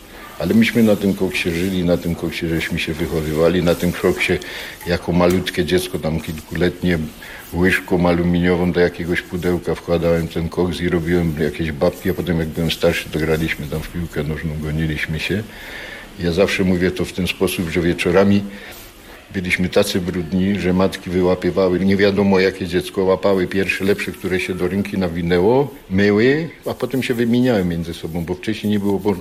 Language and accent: Polish; Katowice, Silesian Voivodeship, Poland; Ja się urodziłem na Nikiszowcu, tak trafił. Tu żyję, tu sobie mieszkam, tu robiłem, tu są moje dzieci.